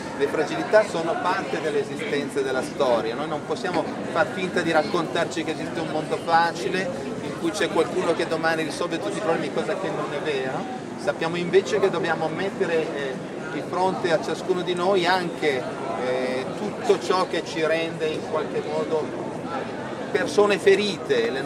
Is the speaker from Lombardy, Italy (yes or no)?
yes; Como, Lombardy, Italy; io sono Comasco